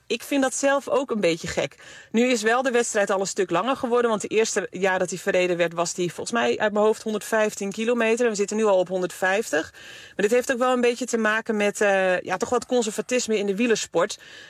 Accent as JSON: {"language": "Dutch", "country": "Netherlands", "said": "als je daar als Nederlander onderdeel van mag zijn, dat is echt fantastisch."}